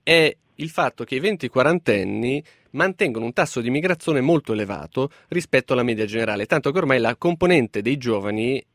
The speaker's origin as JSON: {"language": "Italian", "town": "Naples", "region": "Campania", "country": "Italy", "said": "ho 33 anni e sono napoletano"}